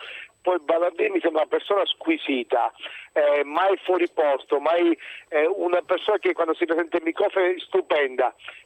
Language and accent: Italian; Palermo, Sicily, Italy; born there; now in Ravenna, Italy; Io abito a Ravenna, però sono nato a Palermo